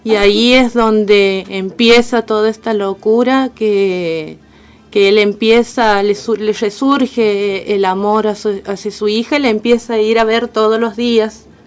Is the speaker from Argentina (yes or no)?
yes; Santiago del Estero, Argentina; now in Escobar, Argentina; Sí, bueno, soy de Santiago del Estero. Estoy viviendo aquí en Escobar hace un año y medio.